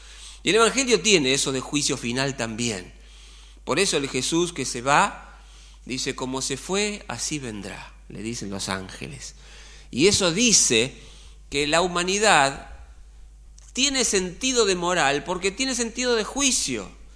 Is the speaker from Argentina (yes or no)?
yes; Buenos Aires, Argentina; Yo soy argentino, soy de Acuario, soy de Independiente, nacido en Barracas